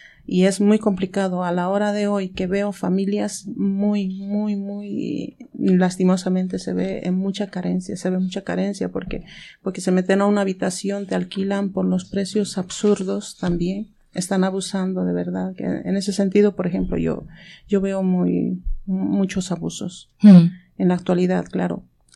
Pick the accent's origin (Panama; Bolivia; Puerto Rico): Bolivia; now in Spain; el 2017 me fui a mi tierra, estuve 1 año y 2 meses y volví de Bolivia